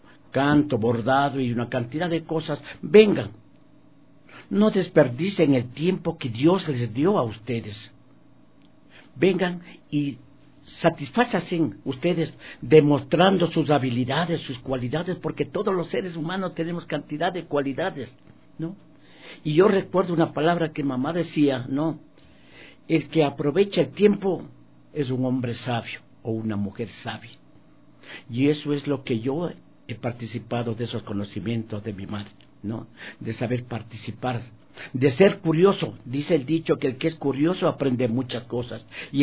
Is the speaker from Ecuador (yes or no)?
yes; Ecuador; este programa que me orgullece como ecuatoriano